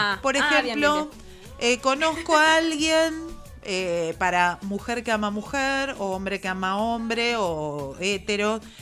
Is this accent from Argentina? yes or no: yes; Berisso, Buenos Aires Province, Argentina; invitarlo a la isla Paulino, yo que soy de Berisso